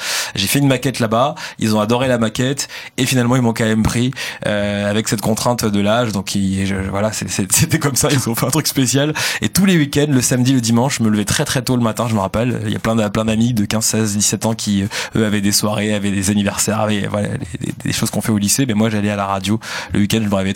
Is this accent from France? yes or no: yes; Sevran, Île-de-France, France; J'ai grandi à Sevran dans le 93.